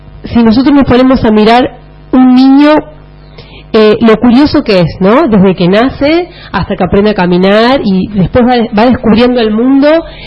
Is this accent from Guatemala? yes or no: no; Santa Fe, Argentina; y también porque soy santafesina, trabajé en escuelas de la provincia de Santa Fe.